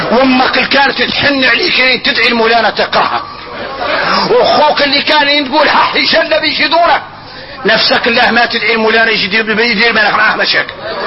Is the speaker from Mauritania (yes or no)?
yes; Mauritania; عندنا احنا موريتاني وتربينا بها